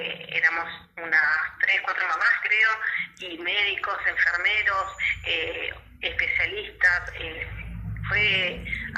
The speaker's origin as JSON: {"language": "Spanish", "region": "Tierra del Fuego", "country": "Argentina", "said": "soy de Tierra del Fuego, estamos allá en la punta del país"}